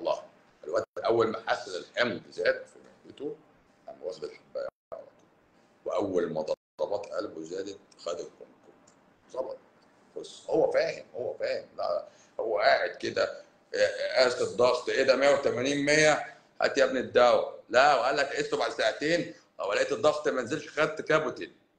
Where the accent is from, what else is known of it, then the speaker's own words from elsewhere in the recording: Cairo, Cairo Governorate, Egypt; بس انا مش اسكندراني، انا قهرواني، انا من القاهره، انا من القاهره، يعني ما بين الجيزه والقاهره